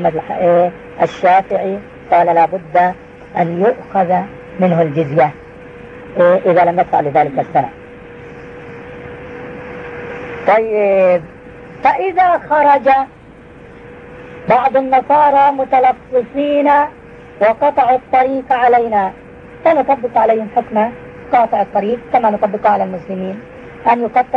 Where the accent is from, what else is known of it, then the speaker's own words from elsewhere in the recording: Jordan; نحن في عندنا في الأردن